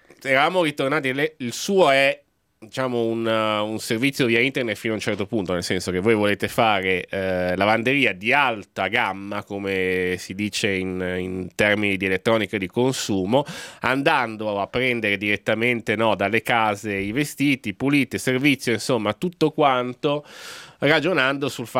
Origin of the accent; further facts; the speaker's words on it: Milan, Lombardy, Italy; io ragiono da milanese.